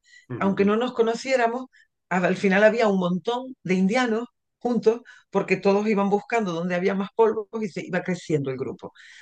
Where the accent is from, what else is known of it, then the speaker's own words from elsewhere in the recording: La Palma, Canary Islands, Spain; Yo soy de La Palma y yo quiero celebrar mis indianos.